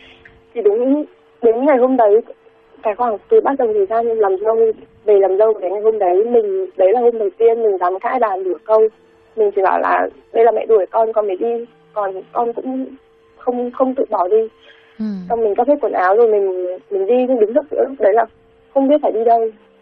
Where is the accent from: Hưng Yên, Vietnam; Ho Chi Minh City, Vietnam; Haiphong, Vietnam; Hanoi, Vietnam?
Hanoi, Vietnam; mình sinh ra và lớn lên ở Hà Nội.